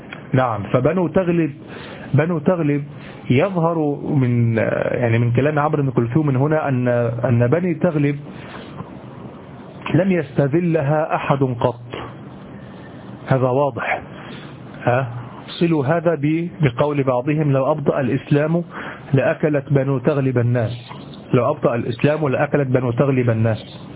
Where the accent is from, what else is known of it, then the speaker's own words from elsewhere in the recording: Egypt; وهذه عندنا في مصر قاتلة، أن تضرب أحدا على قفاه هذا ثأر